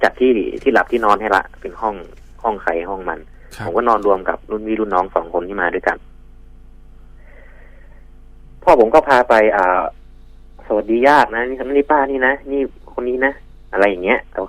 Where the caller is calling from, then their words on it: Chiang Rai, Thailand; จังหวัดเชียงรายครับ